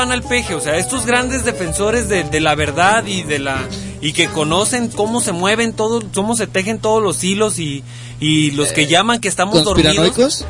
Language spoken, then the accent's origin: Spanish; Mexico; De lo que me pueda yo sentir orgulloso como mexicano